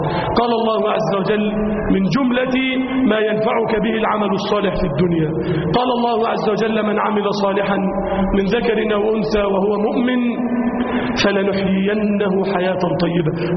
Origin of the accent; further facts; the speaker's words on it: Egypt; اللهم اجعل بلدنا مصر أمنا أمانا